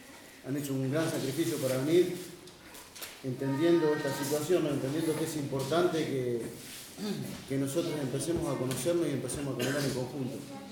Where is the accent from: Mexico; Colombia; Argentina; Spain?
Argentina; Villa Constitución, Santa Fe; soy acá de Hacienda, Villa Constitución.